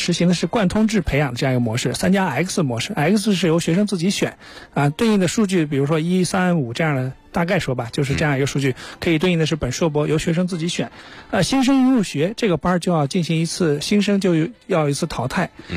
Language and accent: Chinese; Beijing, China